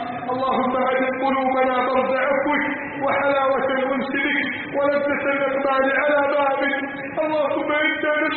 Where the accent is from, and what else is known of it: Egypt